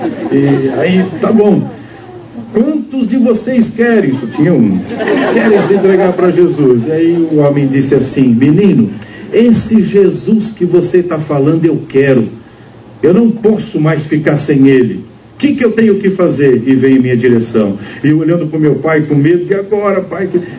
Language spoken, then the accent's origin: Portuguese; Santo André, São Paulo, Brazil; now in Timbó, Brazil; eu nasci em Santo André, eu não sou catarinense, apesar que eu moro agora nesse lindo estado aqui, né? Moro em Timbó, quem conhece, é uma cidadezinha pequena